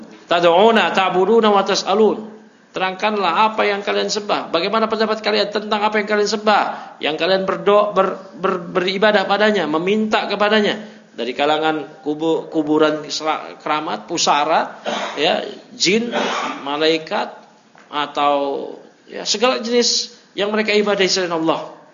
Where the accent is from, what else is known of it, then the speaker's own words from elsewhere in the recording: Jakarta, Indonesia; Ya, padahal saya dari lahir di Jakarta. Masa kecil di Jakarta.